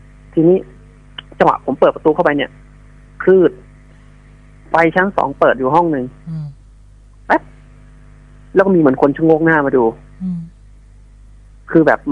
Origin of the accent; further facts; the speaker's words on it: Bangkok, Thailand; ผมไม่ใช่คนแถวนั้นผมเป็นคนกรุงเทพ